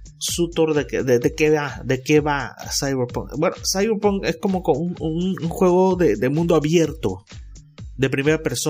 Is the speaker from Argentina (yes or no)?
no; Mexico; Como buen mexicano, al último todo, y no alcancé